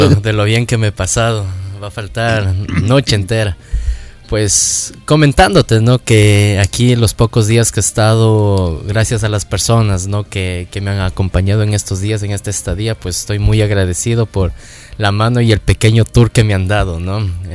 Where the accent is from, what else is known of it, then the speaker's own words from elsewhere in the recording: Ambato, Tungurahua, Ecuador; el viernes tenemos una rueda de prensa allá en mi ciudad antes del evento en el día sábado, ¿no? En el Teatro al Aire Libre en Ambato.